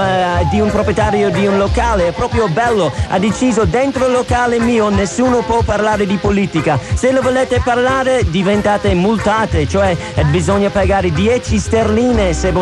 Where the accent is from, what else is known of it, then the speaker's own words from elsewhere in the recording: Ireland; now in Italy; vengo dall'Irlanda, c'ho un certo numero di anni, non lo voglio dire in onda, e mi fa molto piacere essere qua in Italia con voi.